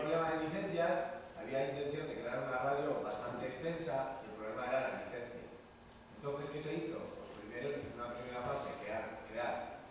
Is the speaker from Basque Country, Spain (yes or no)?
yes; Basque Country, Spain; ya que venimos de Euskal Herria y a veces el lenguaje es problema y a veces es desconocimiento, ¿no?